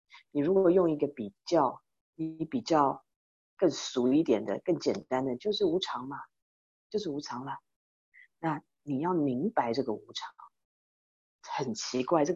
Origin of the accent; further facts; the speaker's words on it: Taiwan; now in United States; 我们都是台湾来的